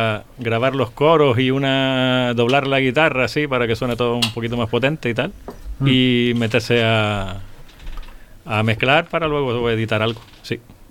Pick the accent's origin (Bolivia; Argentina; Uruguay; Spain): Spain; Canary Islands; nosotros somos de Gran Canaria y eso está ocurriendo más en Tenerife.